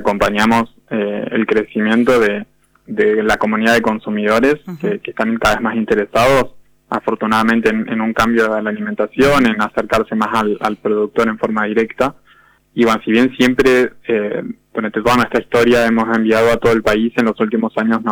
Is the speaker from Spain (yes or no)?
no; Argentina; como buenos argentinos que somos, ¿no?